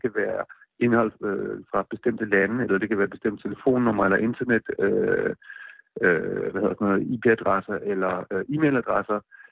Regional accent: Odense, Region of Southern Denmark, Denmark; now in United States; Altså jeg voksede op i Odense

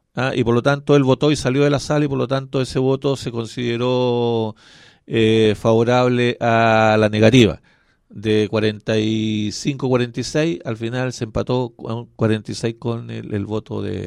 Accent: Chile; Pero claro, pues, si somos chilenos.

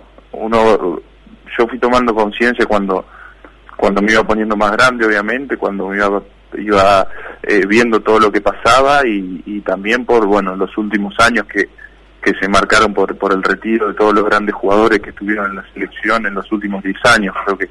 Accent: Argentina; now in Spain; yo como argentino quiero que se solucione y que le vaya bien a todos

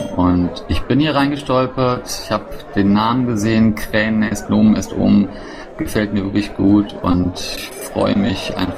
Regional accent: Bornheim, North Rhine-Westphalia, Germany; ich komme aus Bornheim im Rheinland, im schönen Vorgebirge. Ich bin 45 Jahre alt

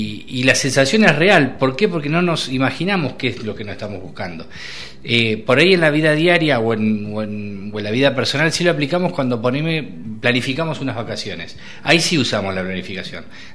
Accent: Argentina; por idiosincrasia no somos personas, el argentino no es mucho de planificar

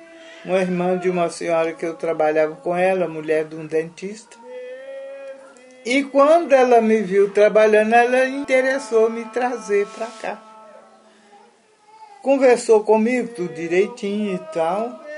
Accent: São José da Lagoa, Minas Gerais, Brazil; Nasci em São José, em Curvelo, mas eu era muito pequena. Meu pai mudou de Curvelo para São José da Lagoa. Em São José da Lagoa, município de Curvelo, eu morei até os 12 anos.

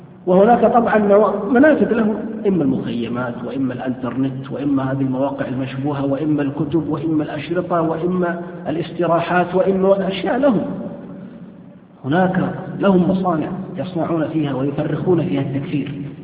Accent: Saudi Arabia; لا سيما في هذه البلاد، في بلادنا السعودية نعاني من فئة من الشباب

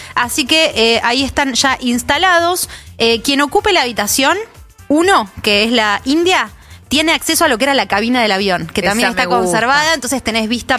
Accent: Spain; now in Argentina; Porque yo vengo de España, tía

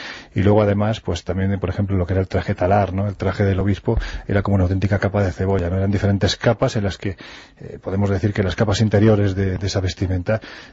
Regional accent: Jaén, Andalusia, Spain; que construyó la catedral gótica de mi tierra, de Jaén

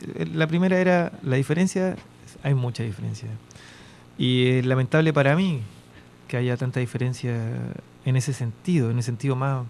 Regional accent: Santiago, Santiago Metropolitan, Chile; now in Valparaíso, Chile; Yo estudié primero en Pudahuel, yo crecí en Pudahuel y después, bueno, cuando tenía 7 años me fui a Maipú. Y ahí, bueno, hasta después me fui a estudiar a Valparaíso, viví 5 años en Valparaíso, terminé de estudiar en Valpo y me vengo para acá a vivir.

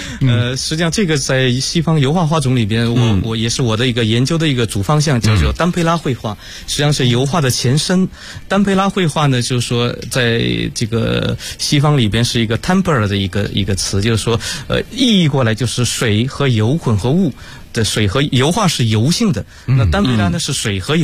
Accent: Zhejiang, China; 这个是我的老家也是在浙江

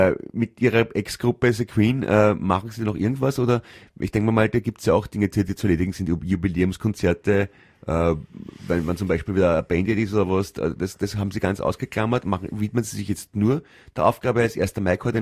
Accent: Italy; German is a second language; Ich bin Italiener, wie Sie.

